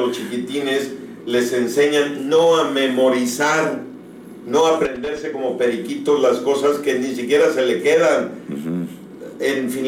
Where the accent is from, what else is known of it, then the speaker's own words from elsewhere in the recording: Oaxaca, Mexico; Acá en mi tierra, Oaxaca